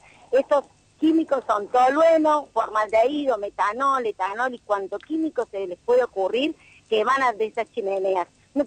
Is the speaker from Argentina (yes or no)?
yes; Córdoba, Argentina; En Córdoba no hay nada verde y nada sustentable. En realidad están matando a la gente. Yo soy de Barrio San Antonio.